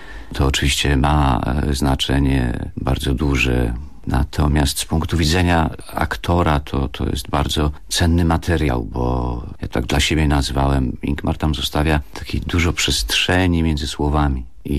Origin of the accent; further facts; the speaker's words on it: Chorzów, Silesian Voivodeship, Poland; born there; Urodziliśmy się w Chorzowie, studiowaliśmy we Wrocławiu